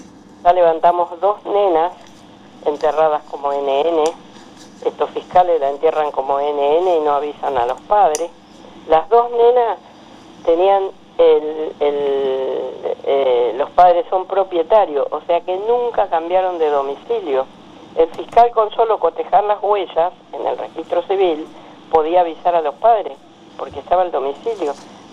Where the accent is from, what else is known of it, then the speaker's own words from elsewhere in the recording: Misiones, Argentina; yo tengo apenas una primaria y vengo de la selva de Misiones, que casi me come una anaconda de 10 metros cuando tenía 8 años.